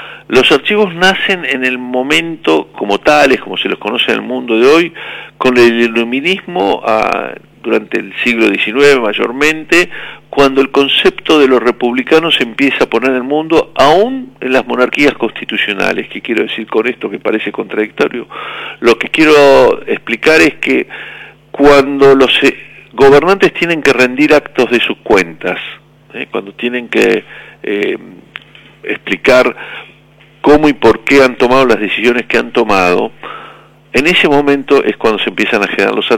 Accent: Argentina; como muchos argentinos

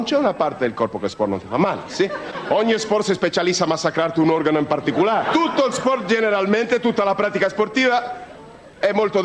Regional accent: Buenos Aires, Argentina; Italian is a second language; io sono un professore argentino, io vengo da Buenos Aires, io insegno in università in Buenos Aires

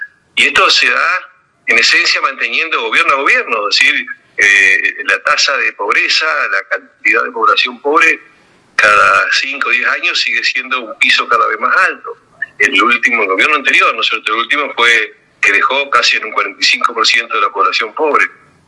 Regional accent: Argentina; en un país como la Argentina, que tiene la riqueza que tiene y que somos tan pocos

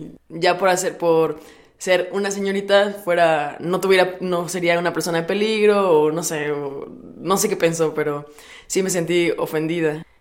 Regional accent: Puebla, Mexico; Soy de Puebla y tengo 23 años.

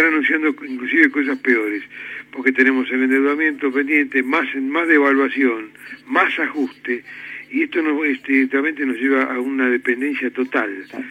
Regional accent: Argentina; Como argentinos vamos a perder todo lo que hemos conquistado

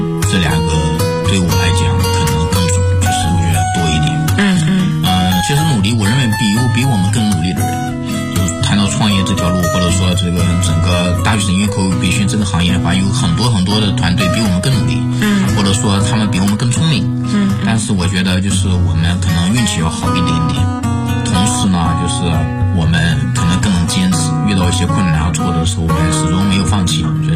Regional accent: Inner Mongolia, China; 因为我来自农村嘛，我来自内蒙古的一个蛮偏僻的一个农村，所以我家庭各方面都是非常非常普通的这样一个家庭。

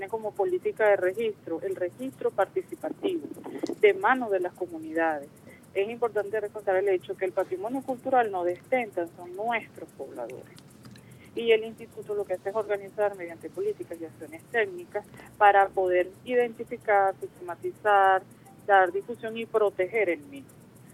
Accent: Venezuela; si yo soy venezolano, porque como arepa soy venezolano, porque siento mi himno, soy venezolano, porque soy del llano

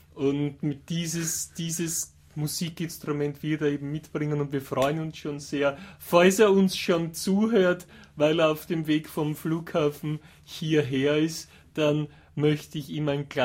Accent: Austria; Ich bin zwar kein Wiener, aber auch als Österreicher ist mir natürlich die indogene wienerische Variante lieber.

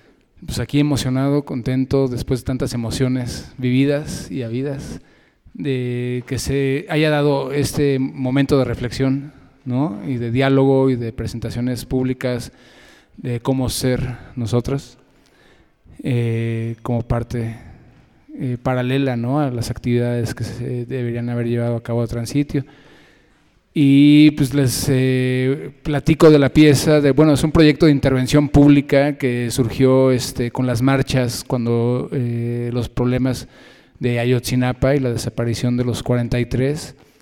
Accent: Mexico; somos los mexicanos los que invariablemente y cotidianamente celebramos a la vida con la muerte.

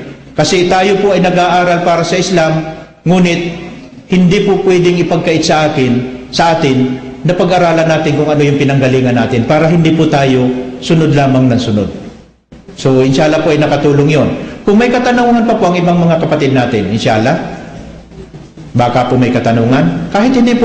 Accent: Bicol Region, Philippines; Taga-Bicol ako.

